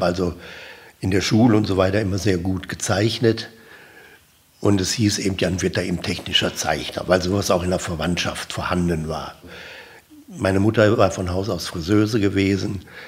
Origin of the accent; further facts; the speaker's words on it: Duisburg, North Rhine-Westphalia, Germany; born there; Ja, ich bin also geboren 1938 in Duisburg-Marxloh. Wenn man will, damals Stadt Hamborn, die dann später, glaube 22, eingemeindet wurde.